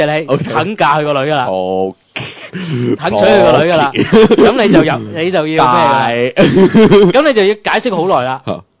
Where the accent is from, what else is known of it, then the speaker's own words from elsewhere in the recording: Hong Kong; 你唔好以為佢即係我哋香港人就會話打仗嘅嘢噏咩，個個都苟且偷安。